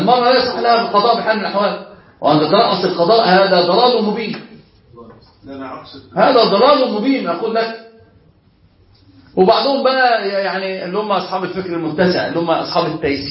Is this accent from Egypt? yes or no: yes; Alexandria, Alexandria Governorate, Egypt; احنا عندنا في اسكندرية كده أنا أصلا من الكلم